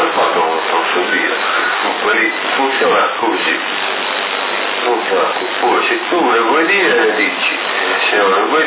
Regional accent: Montelepre, Sicily, Italy; Sì, sono di Montalepre.

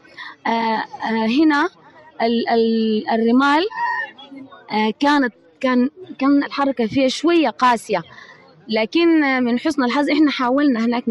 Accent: Sudan; وأقدم بلدي السودان بشكل مميز

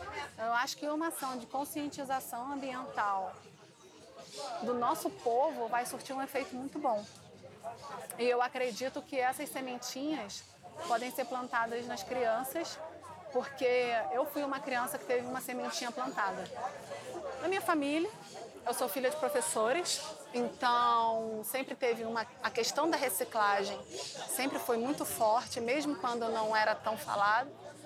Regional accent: Rio de Janeiro, Brazil; nascida e criada no Rio de Janeiro. Amo essa cidade. E atualmente eu moro aqui na Urca.

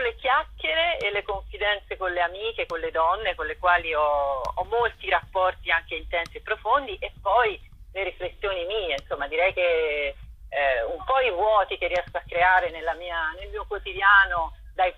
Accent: Tuscany, Italy; visto che io sono toscana

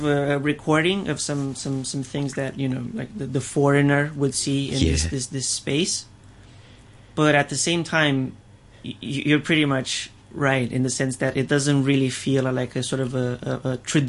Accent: Romania; Well, I was sort of born and raised in Romania

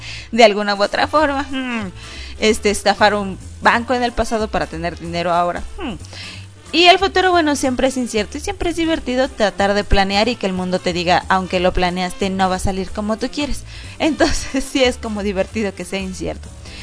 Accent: Mexico; soy de aquí de México, pero no soy de la Ciudad de México ya.

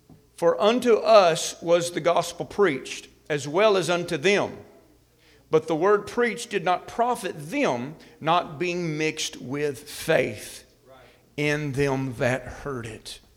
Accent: Alabama, United States; I can pick on Alabama because I'm from Alabama.

